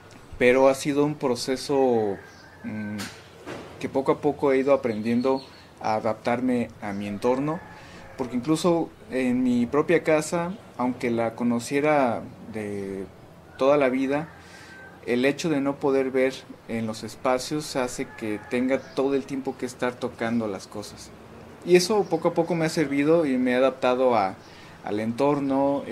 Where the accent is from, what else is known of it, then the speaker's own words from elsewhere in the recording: San Cristóbal de las Casas, Chiapas, Mexico; pues tengo 32 años y soy de San Cristóbal de las Casas.